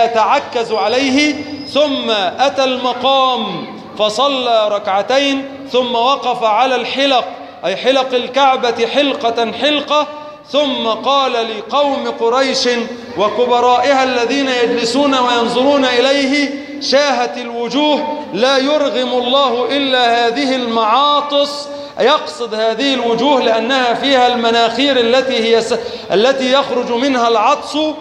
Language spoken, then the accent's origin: Arabic; Egypt; اللهم أنزل على بلادنا مصر السقاء والرخاء